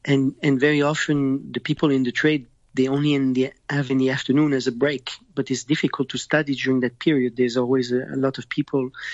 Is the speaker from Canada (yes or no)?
yes; Montreal, Quebec, Canada; accent: French; No, you know, I'm from Canada and I have the French accent, but I'm from Montreal and Canada.